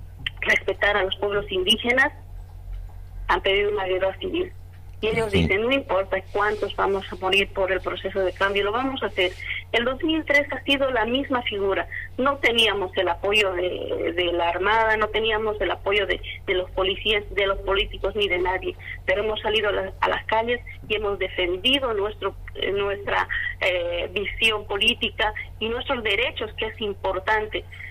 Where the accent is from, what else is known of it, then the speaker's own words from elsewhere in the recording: Bolivia; se ha establecido así terriblemente para nosotros como bolivianos